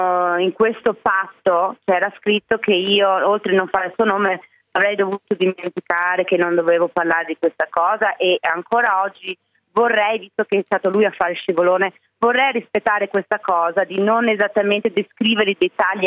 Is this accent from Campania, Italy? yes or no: no; Vicenza, Veneto, Italy; io sono di Vicenza, tu sei di Padova